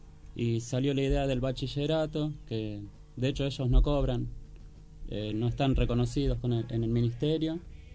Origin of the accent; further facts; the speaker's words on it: Antofagasta, Chile; de Antofagasta.